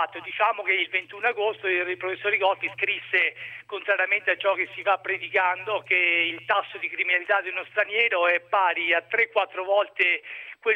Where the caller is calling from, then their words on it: Ancona, Marche, Italy; io mi trovo da Ancona, non sono di Ancona, ma mi trovo da Ancona.